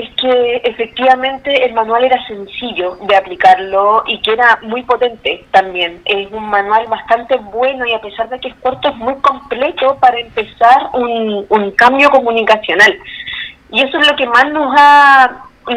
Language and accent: Spanish; Concepción, Biobío, Chile; yo soy de Concepción, de la ciudad de Concepción, nosotros estamos instaladas acá